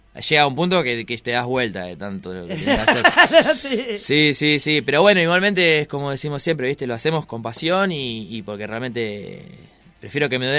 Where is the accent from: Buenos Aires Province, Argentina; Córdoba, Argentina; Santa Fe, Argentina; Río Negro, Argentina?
Buenos Aires Province, Argentina; Lomas de Zamora; yo soy de Lomas